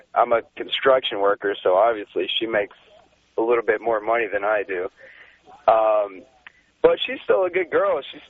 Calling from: San Diego, California, United States; All right, I'm from San Diego. I'm first-time caller, but we just kind of got you down here in San Diego now.

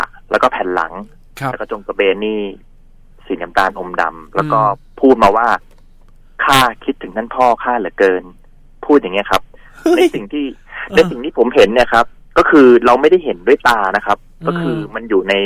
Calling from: Mae Sai, Chiang Rai, Thailand; ผมโทรศัพท์มาจากแม่สายจังหวัดเชียงรายครับผม

